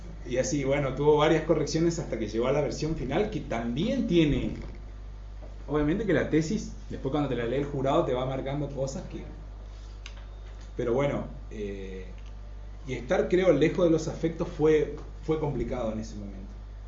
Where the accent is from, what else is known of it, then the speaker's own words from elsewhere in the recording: Jardín América, Misiones, Argentina; porque soy de Jardín América y mis padres y mis abuelos fueron socios productores de la cooperativa.